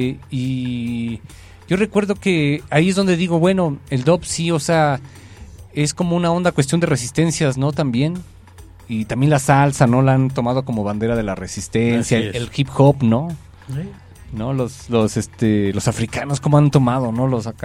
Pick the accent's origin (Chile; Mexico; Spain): Mexico; ahorita que ya a nosotros como mexicanos nos podemos conocer música de Japón